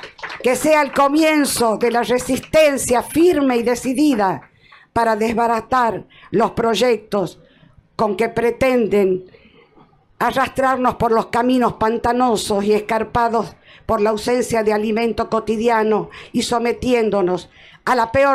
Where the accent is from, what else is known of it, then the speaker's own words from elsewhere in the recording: Tucumán, Argentina; vengo desde Tucumán, de ese pueblito provinciano, pero fuerte y aguerrido